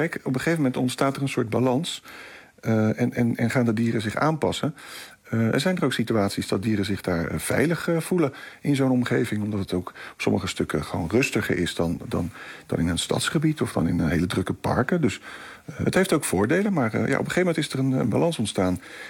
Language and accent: Dutch; Rotterdam, South Holland, Netherlands; als Rotterdammer zijnde... dit is de eerste keer dat er een natuurfilm gemaakt is... over een gebied in Rotterdam.